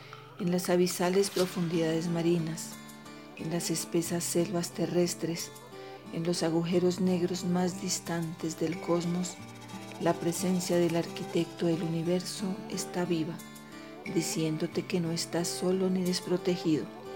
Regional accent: La Calera, Cundinamarca, Colombia; soy de La Calera

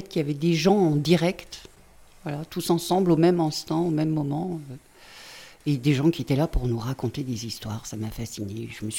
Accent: Firminy, Auvergne-Rhône-Alpes, France; Je viens de la vallée de Londaine. J'ai grandi dans les bars HLM de Firminy. À Firminy-Vert, à côté du Corbusier

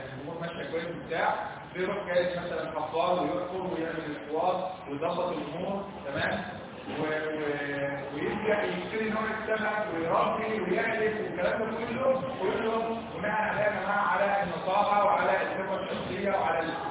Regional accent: Egypt; احنا عارفين ان احنا كلنا كلنا اللي احنا مصريين ان احنا كلنا مصريين

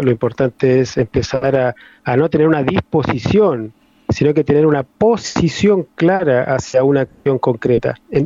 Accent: northern Chile, Chile; Soy chileno, oriundo de tierras nortinas, de tierras desérticas de Chile.

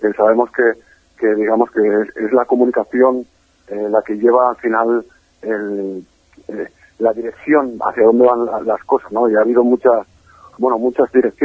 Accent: Catalonia, Spain; con Gabriel Rufián comparto muchas cosas, entre ellas que los dos somos catalanes. Uh-huh. Y los dos somos hijos de españoles.

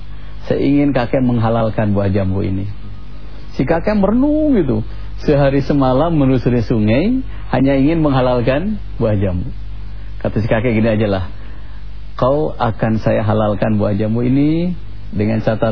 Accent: West Java, Indonesia; Saya orang Sunda bu, jadi kadang-kadang gitu.

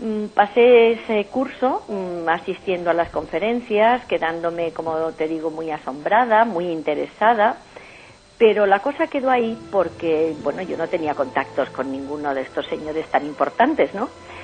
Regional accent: Madrid, Community of Madrid, Spain; Nazco en Madrid.

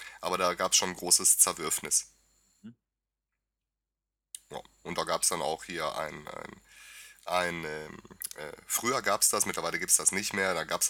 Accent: Ukraine; German is a second language; now in Germany; Ich habe dies in meinem Heimatland, der Ukraine, mehrmals erlebt.

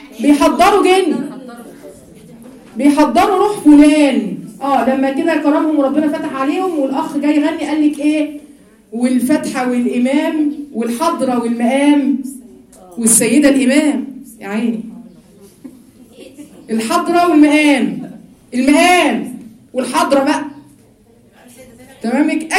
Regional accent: Giza, Giza Governorate, Egypt; عشان انا اهلي من الجيزه اصلا،

